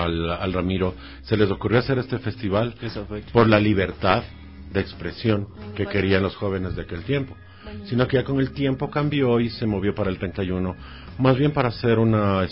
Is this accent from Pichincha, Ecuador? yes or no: yes; Pichincha, Ecuador; born there; yo vivía en el Cumandá. Yo nací en el Cumandá.